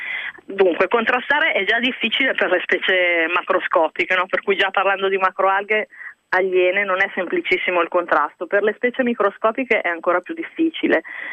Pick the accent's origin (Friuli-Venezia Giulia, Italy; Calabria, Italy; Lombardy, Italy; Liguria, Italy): Lombardy, Italy; Pavia; Sono di Pavia e ho sempre studiato a Pavia, per cui ho fatto l'università a Pavia